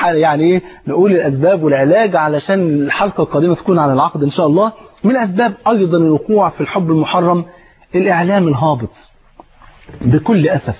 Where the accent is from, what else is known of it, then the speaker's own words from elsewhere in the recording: Egypt; انت عارف الفول عندنا في مصر فرض عين